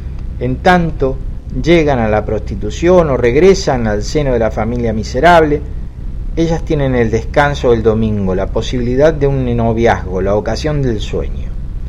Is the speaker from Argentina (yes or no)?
yes; Argentina; Se nota que soy argentino, se nota.